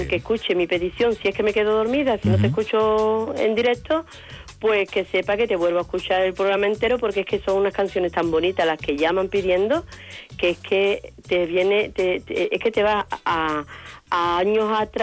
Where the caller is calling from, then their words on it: Seville, Andalusia, Spain; de Sevilla.